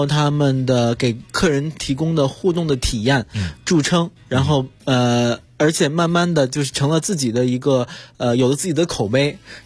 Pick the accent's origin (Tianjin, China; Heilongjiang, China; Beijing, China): Tianjin, China; 我小时候住在天津的一个大杂院，就是十几户人家都是平房